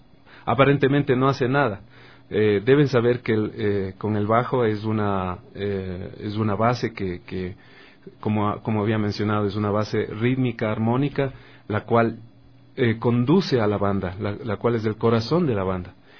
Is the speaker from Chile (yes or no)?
no; Ecuador; porque me siento muy ecuatoriano desde que yo soy... desde que tengo uso de razón